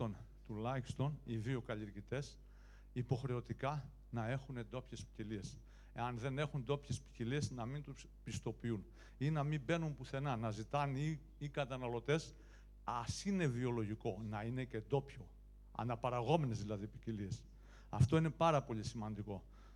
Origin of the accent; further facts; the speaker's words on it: Kilkis, Central Macedonia, Greece; Κι εγώ είμαι αγρότης από το Κιλκής